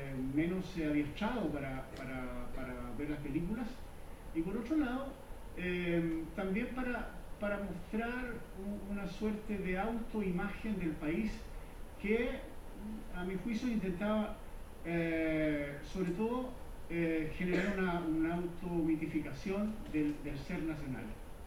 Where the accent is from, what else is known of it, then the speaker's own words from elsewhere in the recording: Chile; cómo somos, nosotros los chilenos